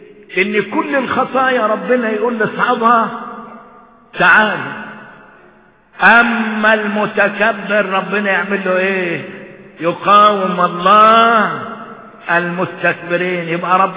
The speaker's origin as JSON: {"language": "Arabic", "country": "Egypt", "said": "وعلى الاخص خلينا في بلدنا مصر، الله يتكلم"}